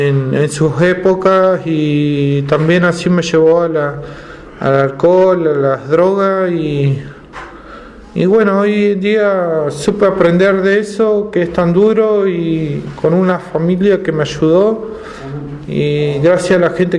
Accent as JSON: {"language": "Spanish", "town": "Bariloche", "region": "Río Negro", "country": "Argentina", "tie": "born there", "said": "yo soy nacido en Bariloche."}